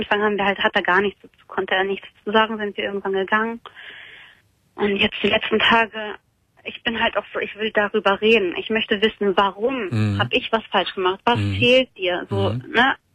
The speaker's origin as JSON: {"language": "German", "country": "Germany", "said": "Ich bin Deutsche, ja, genau."}